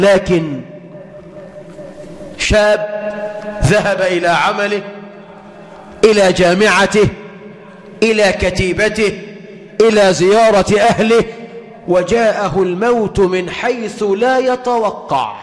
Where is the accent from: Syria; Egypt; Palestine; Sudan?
Egypt; اللهم اجعل بلدنا مصر أمنا أمانا، رخاء سخاء